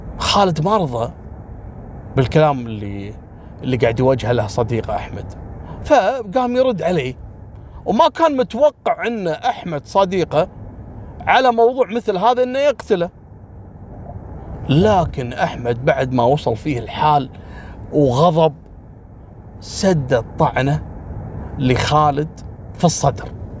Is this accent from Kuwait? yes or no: yes; Kuwait; في منطقة عندنا في الكويت نسميها كبد، كبد نسميها احنا